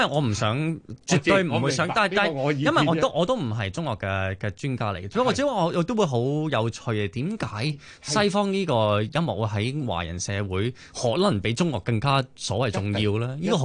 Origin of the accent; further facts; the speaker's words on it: Malaysia; 咁喺馬來西亞一樣，其實我馬來西亞人嚟嘅，我爹哋媽咪馬來西亞人嚟嘅。